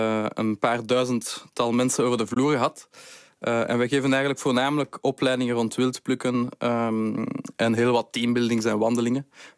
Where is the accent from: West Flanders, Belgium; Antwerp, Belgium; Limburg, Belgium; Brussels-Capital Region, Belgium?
Brussels-Capital Region, Belgium; Brussels; Ik ben afkomstig uit Brussel. Ik kende niets van planten.